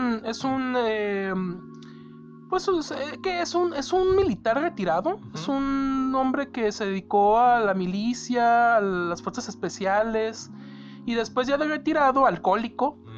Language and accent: Spanish; Mexico; y uno como mexicano dice, ok, yo sé que aquí hay inseguridad